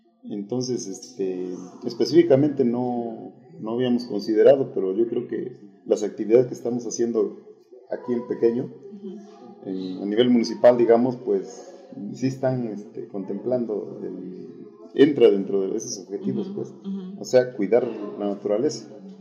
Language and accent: Spanish; Mexico; pues como mexicanos, yo creo que a veces si no nos coaccionan tampoco nos gustan hacer las cosas por conciencia